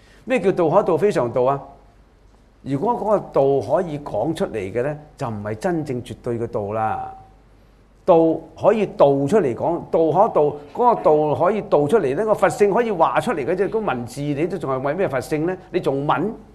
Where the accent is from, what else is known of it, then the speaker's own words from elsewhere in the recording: China; 我哋中國人嘅好多嘅哲學家咧